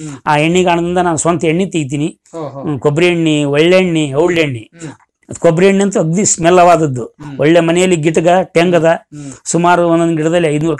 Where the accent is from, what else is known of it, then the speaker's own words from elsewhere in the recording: Kamanur, Karnataka, India; Kamanuru sir.